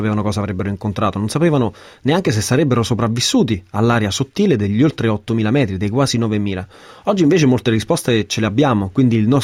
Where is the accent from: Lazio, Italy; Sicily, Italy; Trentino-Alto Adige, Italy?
Lazio, Italy; Sezze; quella sfida parte appunto dalla pianura pontina, da Sez, il mio paese, dai Monti Lepini.